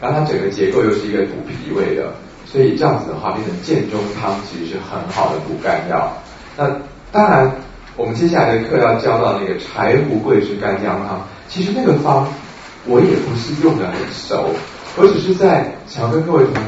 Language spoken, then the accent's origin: Chinese; Taiwan; 就像当时我们台湾人发现 B 型肝炎